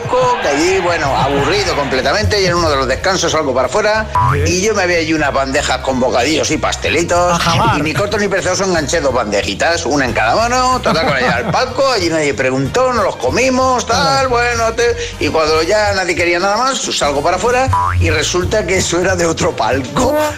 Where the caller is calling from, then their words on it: Valencia, Valencian Community, Spain; de Valencia.